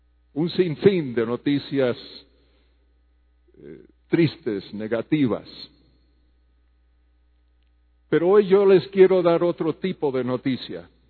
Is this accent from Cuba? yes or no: yes; Havana, Cuba; moved away; also born or lived in Spain / Morocco / Costa Rica / Colombia; vengo de una familia misionera. Yo nací en La Habana, Cuba. Mis padres eran norteamericanos. Me crié en Cuba con mis tres hermanos. Luego fuimos a España y Marruecos.